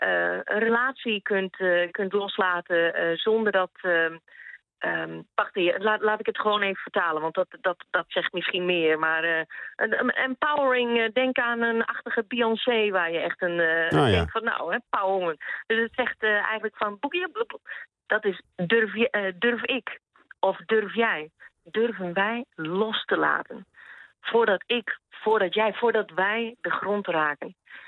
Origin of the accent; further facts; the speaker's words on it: Netherlands; now in Sweden; op het moment dat je hier zegt van nou, ik kom uit Nederland